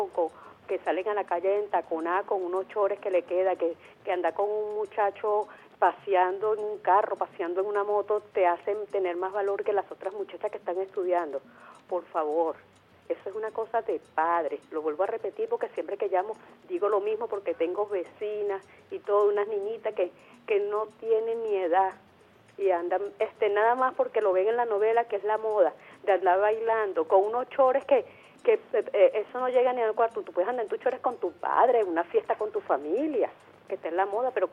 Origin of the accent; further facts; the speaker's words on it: Venezuela; Yo soy venezolana